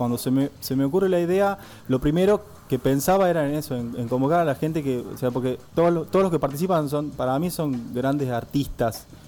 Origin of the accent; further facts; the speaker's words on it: Tucumán, Argentina; Sí, yo soy tucumano.